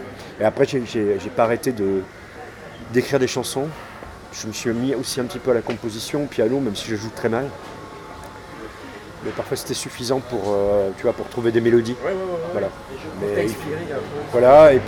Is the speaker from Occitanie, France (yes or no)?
yes; Occitanie, France; now in Paris, France; Ça fait une vingtaine d'années que je vis à Paris. Mais je suis né, j'ai grandi dans le sud-ouest de la France.